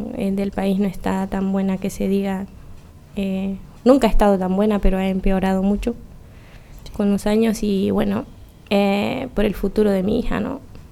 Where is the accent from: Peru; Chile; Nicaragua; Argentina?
Nicaragua; now in Irún, Spain; Soy de Nicaragua, tengo 2 años ya de estar aquí, vivo en Irún